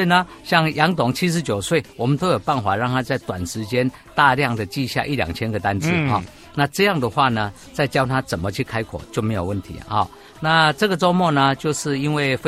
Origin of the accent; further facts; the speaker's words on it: Taiwan; accent: Taiwanese Mandarin; 你的很标准，我的呢，我的有一点台湾国语哈，不是那么标准。